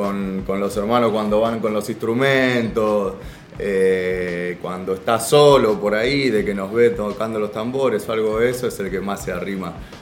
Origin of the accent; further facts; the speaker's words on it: Lanús, Buenos Aires Province, Argentina; Yo soy de Lanús.